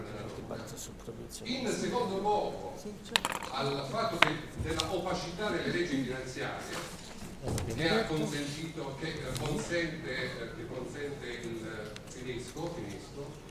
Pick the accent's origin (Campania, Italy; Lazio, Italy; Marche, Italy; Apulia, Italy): Apulia, Italy; io sono pugliese, forse cercatino, o comunque meridionale.